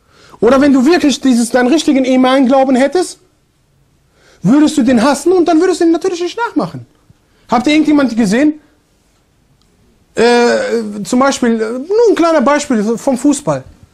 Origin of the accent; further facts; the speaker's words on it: Germany; Ja, ich komme aus Deutschland, modern und so.